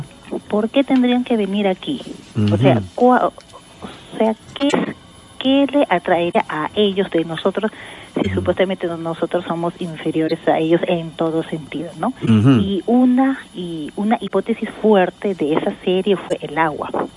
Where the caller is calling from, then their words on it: Chorrillos, Lima, Peru; De Chorrillos.